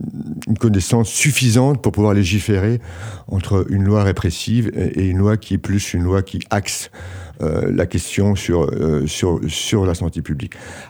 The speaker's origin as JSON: {"language": "French", "country": "France", "accent": "French", "said": "Excusez mon accent, mais French."}